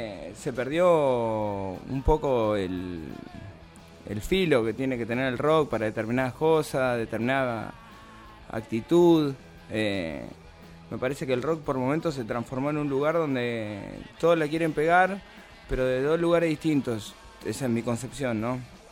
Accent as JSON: {"language": "Spanish", "town": "La Plata", "region": "Buenos Aires Province", "country": "Argentina", "said": "Nosotros somos de La Plata. Cada vez que tenemos que tocar, tenemos que hacer todo un movimiento para poder venir para acá."}